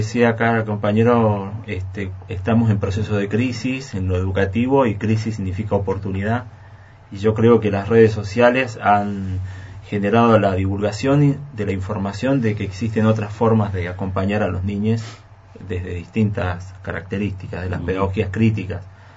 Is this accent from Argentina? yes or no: yes; Mendoza, Argentina; Nosotros en Mendoza tenemos, porque soy de Mendoza